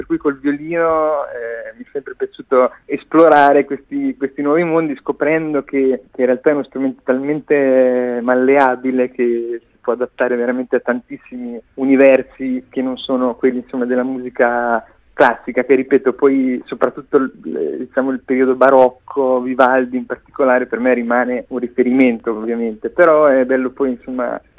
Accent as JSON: {"language": "Italian", "town": "Rimini", "region": "Emilia-Romagna", "country": "Italy", "said": "un piccolo festival vicino alle mie parti, sono riminese"}